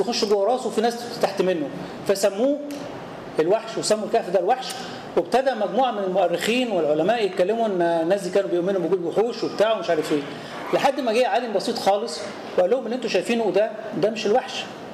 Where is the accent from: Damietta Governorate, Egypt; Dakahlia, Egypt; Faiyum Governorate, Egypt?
Faiyum Governorate, Egypt; زي بالظبط عندنا في الفيوم بحر يوسف